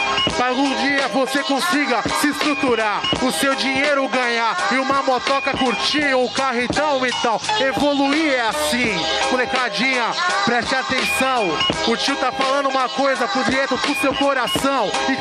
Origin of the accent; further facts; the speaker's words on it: São Vicente, São Paulo, Brazil; México 70, essa é minha quebrada.